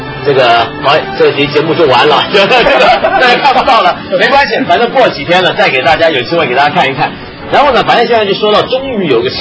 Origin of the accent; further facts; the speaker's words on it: Hong Kong; 我们两个作为香港人